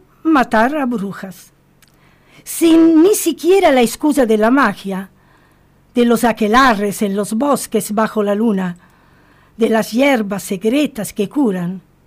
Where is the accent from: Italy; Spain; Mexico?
Italy; Sardinia; born there; Spanish is a second language; Nací en Cerdeña, rodeada del mar.